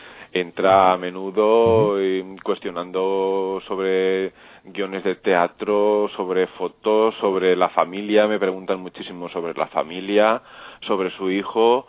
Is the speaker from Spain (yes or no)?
yes; Olesa de Montserrat, Catalonia, Spain; Pues mira, soy de Olesa de Montserrat, Barcelona.